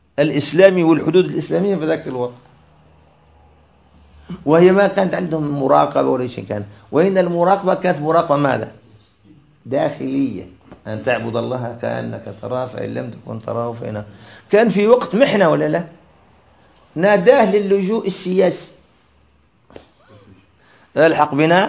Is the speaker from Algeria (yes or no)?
yes; Algeria; أنا عشت في الفترة بداية كما يسموها عندنا في الجزائر بداية العودة إلى التمسك بالدين في المجتمع الجزائري